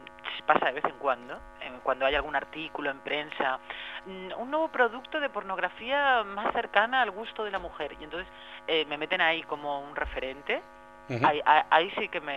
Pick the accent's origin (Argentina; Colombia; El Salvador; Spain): Spain; Castellón, Valencian Community; Yo soy de Castellón, pero yo estudié todo el colo en castellano, a mí se me habló siempre en castellano, yo hablo catalán muy mal.